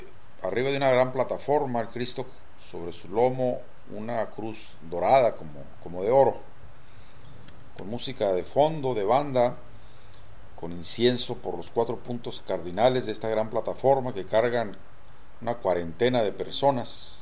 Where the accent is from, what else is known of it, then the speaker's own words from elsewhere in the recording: Tijuana, Baja California, Mexico; Un poco con la esperanza de encontrarme con un paisano, ya que yo soy de Tijuana.